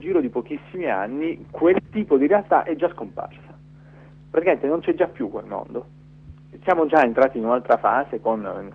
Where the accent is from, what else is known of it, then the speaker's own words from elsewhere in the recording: Bari, Apulia, Italy; moved away as an adult; also born or lived in Bologna; now in France; io sono di Bari, ecco, sono nato a Bari, sono cresciuto a Bari e poi sono andato via a 18 anni, sono andato a stare a Bologna e poi sono venuto a vivere in Francia dove vivo adesso.